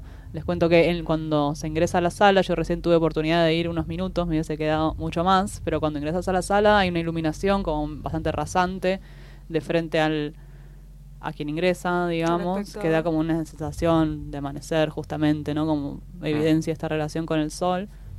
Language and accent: Spanish; Argentina; es parte de nuestro patrimonio como argentinos, ¿no?